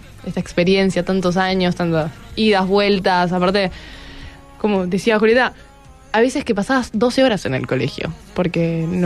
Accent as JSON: {"language": "Spanish", "town": "Lanús", "region": "Buenos Aires Province", "country": "Argentina", "said": "Yo vengo de Lanús, de Zona"}